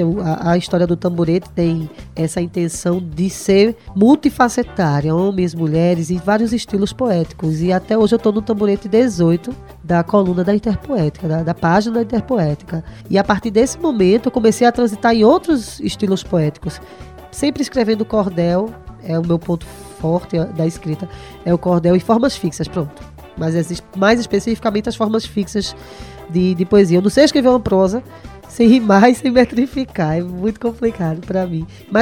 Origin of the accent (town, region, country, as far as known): Recife, Pernambuco, Brazil